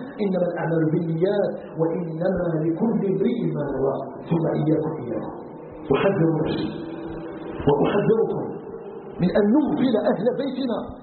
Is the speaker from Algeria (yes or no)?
yes; Algeria; أن يجعل بلدنا الجزائر بلدا آمنا مطمئنا